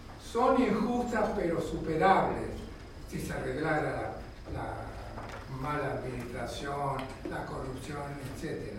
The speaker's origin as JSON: {"language": "Spanish", "town": "La Plata", "region": "Buenos Aires Province", "country": "Argentina", "said": "yo soy platense, me formé en La Plata"}